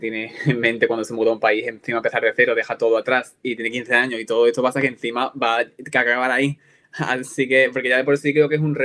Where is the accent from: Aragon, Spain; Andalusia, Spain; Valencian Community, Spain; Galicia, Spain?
Andalusia, Spain; now in Sweden; Porque yo soy de Málaga, pero yo soy de un pueblecito de Málaga que es bastante cerrado y tal